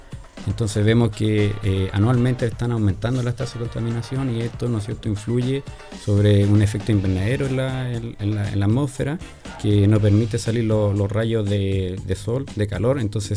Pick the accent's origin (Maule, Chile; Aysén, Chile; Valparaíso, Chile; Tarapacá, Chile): Valparaíso, Chile; San Felipe; also born or lived in Saladillo; tengo 34 años, soy de acá, de San Felipe. Siempre me he motivado por el tema ambiental. Nací en Saladillo, en la cordillera.